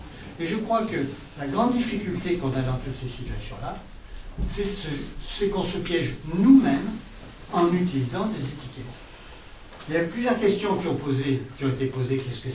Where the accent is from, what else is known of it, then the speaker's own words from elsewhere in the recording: Marseille, Provence-Alpes-Côte d'Azur, France; si je discutais avec un Aixois, j'étais marseillais. Si je discutais avec un Parisien, je suis provençal. Si je discute avec un Allemand, je suis français. Avec un Américain, je suis européen